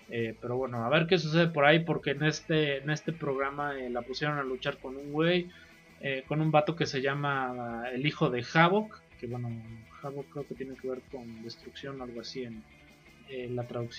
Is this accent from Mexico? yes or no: yes; Mexico; para nosotros como mexicanos